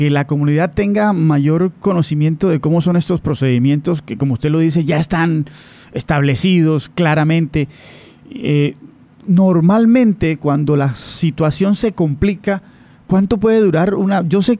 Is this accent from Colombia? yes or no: yes; Córdoba, Colombia; usted sabe mejor que yo cómo somos los cordobeses, cómo somos los costeños, cómo somos los colombianos.